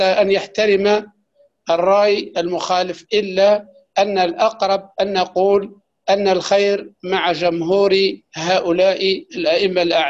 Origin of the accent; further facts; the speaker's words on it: Algeria; نعم من الجزائر